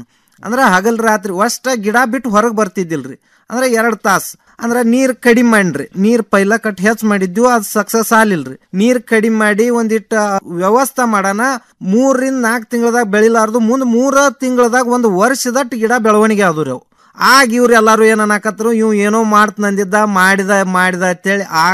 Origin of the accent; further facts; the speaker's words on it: Mudhol, Karnataka, India; now in Dharwad, India; ನಾವು ಈಗ ಮುದೋಳದವ್ರು ಈಗ ಧಾರವಾಡದಾಗ ಬಂದ್ ಸಟ್ ಹಾಕಿವ್